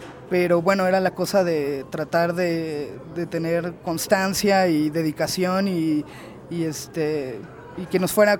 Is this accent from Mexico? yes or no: yes; Veracruz, Mexico; Yo soy de Veracruz, del Puerco, y nada, me vine a estudiar más bien cine acá, allí en el CNA